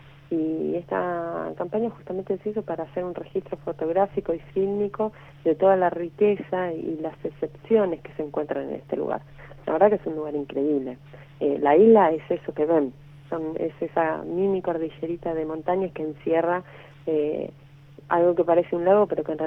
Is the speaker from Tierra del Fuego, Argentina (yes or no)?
yes; Ushuaia, Tierra del Fuego, Argentina; No, yo soy nacida aquí en Ushuaia.